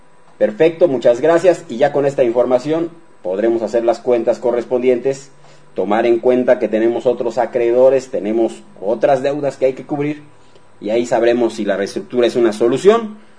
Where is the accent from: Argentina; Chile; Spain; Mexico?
Mexico; Esa es la realidad, así somos los mexicanos.